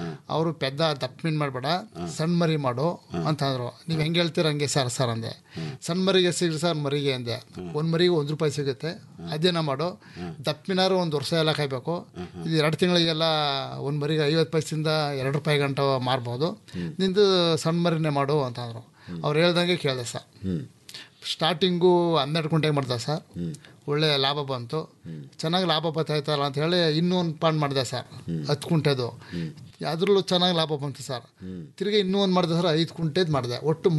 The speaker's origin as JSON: {"language": "Kannada", "region": "Karnataka", "country": "India", "tie": "born or raised there", "said": "ಸಾಗರಗಡ್ಡೆ ಮುಂದೆ ಉಂಗ್ರಾಜ್ ಹತ್ರ ಹೊಸಕೋಟೆ ಸಾಗರಗಡ್ಡೆ ಹೊಸ ಬ್ರಿಡ್ಜ್ ಆಗಿದಿಲ್ಲ, ಅಲ್ಲೇನೆ ನಮ್ಮೂರು, ಬ್ಯಾಕ್ ವಾಟರ್ ಸರ್ ನಮ್ದು."}